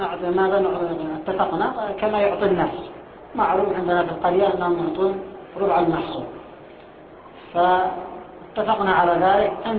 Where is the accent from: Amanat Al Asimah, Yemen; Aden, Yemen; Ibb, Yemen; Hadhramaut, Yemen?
Aden, Yemen; فكانت العملة الجنوبية بالدينار عندنا في عدن